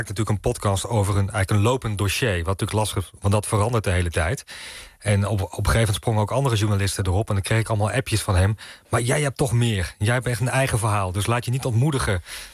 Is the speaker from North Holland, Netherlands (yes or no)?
no; North Brabant, Netherlands; ik kom echt uit Brabant, dus... Dat is een eentje verder weg.